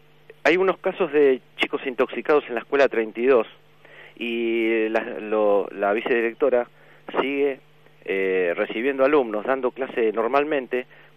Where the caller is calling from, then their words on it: Berazategui, Buenos Aires Province, Argentina; de Berazategui.